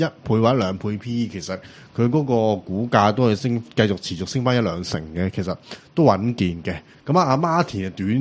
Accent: Hong Kong; 其实中国嘅户籍咧都好严谨啊，即系作为香港人咧，即系好难体验得到

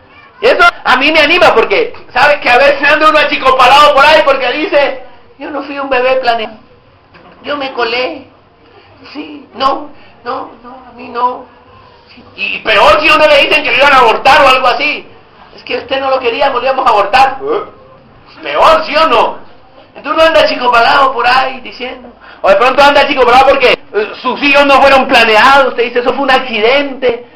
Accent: Barranquilla, Atlántico, Colombia; born there; así la iglesia donde nací en Barranquilla

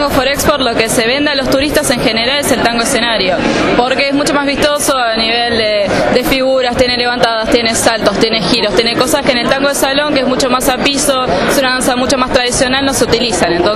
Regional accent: Uruguay; nosotros como uruguayos competimos acá para después ir al mundial en Argentina

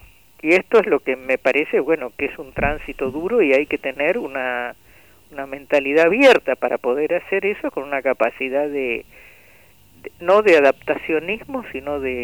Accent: Tucumán, Argentina; cómo crecimos en Tucumán, ¿no?, en el medio de una crisis tremenda, en el año 66

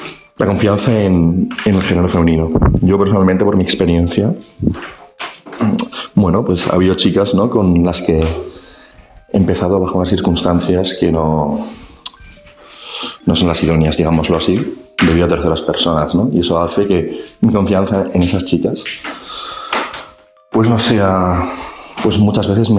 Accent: Madrid, Community of Madrid, Spain; de Madrid.

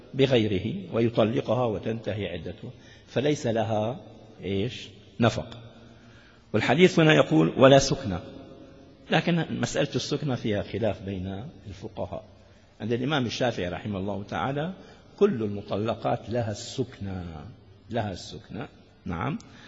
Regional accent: Damascus, Damascus Governorate, Syria; المفتي عندنا في دمشق الشام متمسك

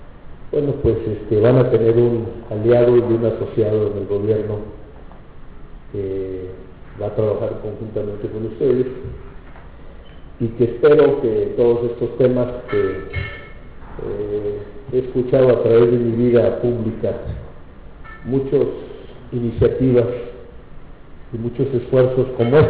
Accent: Aguascalientes, Mexico; una variable que no es muy común en mi pueblo, en Aguascalientes

